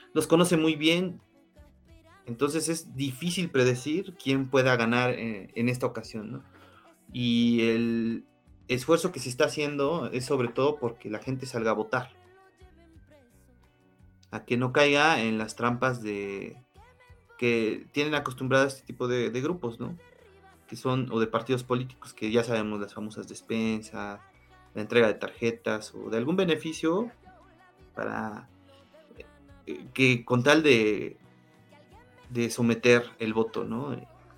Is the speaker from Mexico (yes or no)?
yes; Mexico; que todos sabemos como mexicanos es que hay este tipo de artimañas